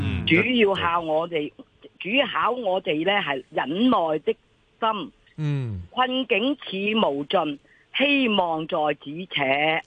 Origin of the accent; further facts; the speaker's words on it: Chaozhou, Guangdong, China; 我系潮州人啊，唔识讲嘅几句就得